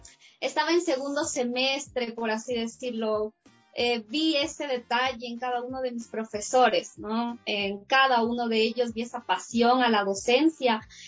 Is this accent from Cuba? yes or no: yes; Cuba; moved away; yo cuando vine de Cuba, pues no tenía computadora, porque dije, ya para qué, de hecho la vendía ya en Cuba, y vine así, como si nada